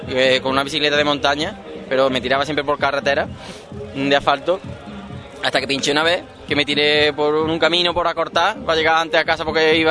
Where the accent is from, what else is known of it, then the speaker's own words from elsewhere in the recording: Puente Genil, Andalusia, Spain; Yo soy de Puente Genil, allí lo máximo que aspiro son olivos, sí, y membrillo.